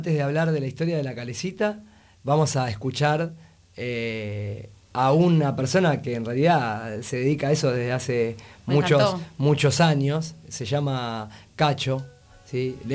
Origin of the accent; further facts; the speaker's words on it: Buenos Aires, Argentina; Nosotros cuando éramos chiquitos ahí en Villa Pueyrredón íbamos a correr a la plaza.